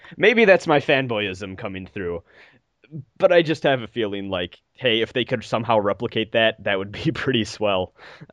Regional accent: Germany; English is a second language; I'm from Germany

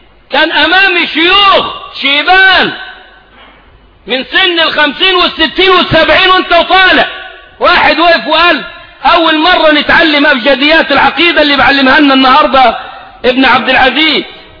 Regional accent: Egypt; ده مفتاح كلامنا كمصريين

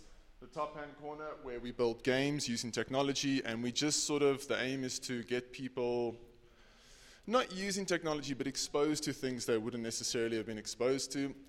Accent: South Africa; I'm from South Africa. For those of you that don't know, it's the red continent, country at the bottom of the African continent.

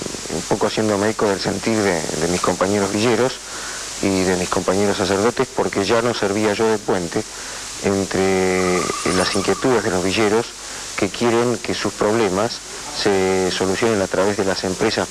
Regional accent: Argentina; sigo siendo peronista y además soy argentino

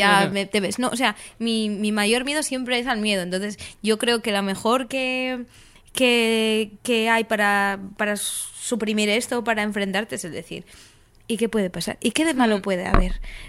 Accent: Asturias, Spain; Yo soy asturiana y estábamos miles de horas en el coche.

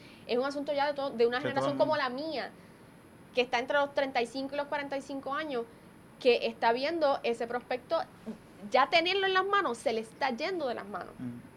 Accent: Puerto Rico; porque soy economista, porque soy puertorriqueña, obviamente

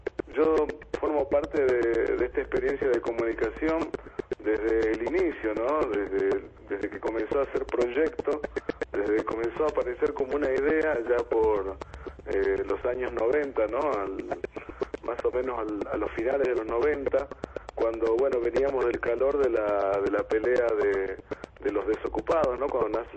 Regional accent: Calilegua, Jujuy, Argentina; born there; now in San Salvador de Jujuy, Argentina; me terminó dejando acá en San Salvador de Jujuy, ¿no? Pues yo nací en Calilegua

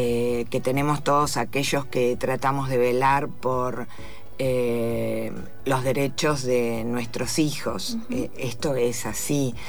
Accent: Argentina; eso también hace que se dimensione más nuestro trabajo. Uh-huh. como argentinas.

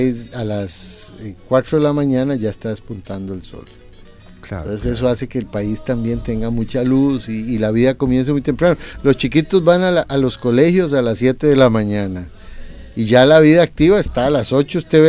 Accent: Costa Rica; en Costa Rica, como hemos señalado, somos muy, muy igualitarios.

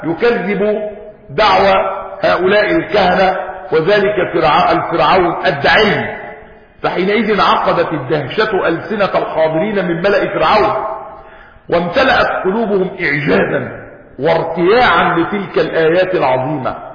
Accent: Egypt; يعني احنا مصريين وعارفين يعني البير وغطاء

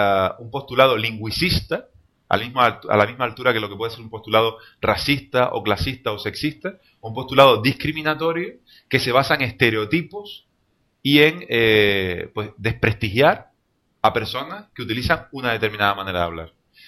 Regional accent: Canary Islands, Spain; canarios viajan, los canarios entran en contacto con otras culturas, etcétera, etcétera, etcétera, y nuestra manera de hablar es tan válida o más que la de cualquier otro pueblo.

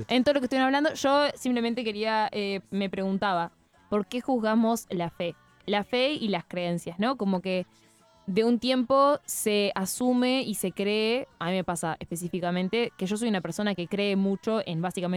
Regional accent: Valdense, Colonia, Uruguay; Ese es el himno de mi pueblo, chiquilines.

